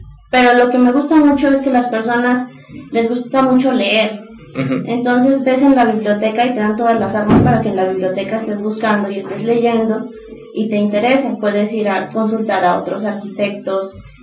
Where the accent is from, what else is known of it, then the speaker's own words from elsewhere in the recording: Veracruz, Mexico; now in Puebla, Mexico; yo soy de Veracruz. Entonces yo sentí una especie de cambio cultural, inclusive en lo que es dentro de México, claro, al venirme a Puebla.